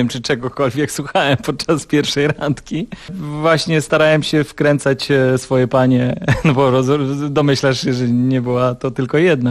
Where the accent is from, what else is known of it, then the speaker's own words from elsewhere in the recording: Ustroń, Silesian Voivodeship, Poland; also born or lived in Cieszyn; Urodziłem się w Cieszynie, ale tylko się urodziłem w Cieszynie. Mieszkałem i mieszkam od urodzenia w Ustroniu.